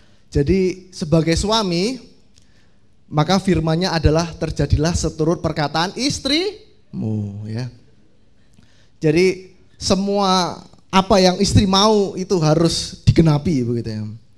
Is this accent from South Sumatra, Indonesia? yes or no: no; Tulungagung, East Java, Indonesia; Saya dari, bukan asli dari Surabaya. Saya dari Tulungagung.